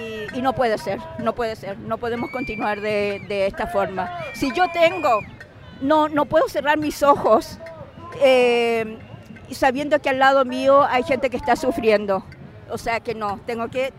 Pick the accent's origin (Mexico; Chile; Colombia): Chile; now in Spain; Pues eso también lo podríamos tener en mi país, pero no se puede por el tipo de gobierno que hemos estado teniendo desde la dictadura. Entonces, pues bueno, Chile ha despertado